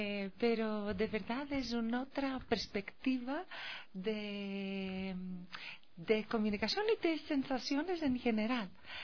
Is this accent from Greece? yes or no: yes; Greece; Spanish is a second language; Mi motivación, en primer lugar, es mi amor por el mar, el océano y el medio ambiente. Es que vengo de Grecia, entonces.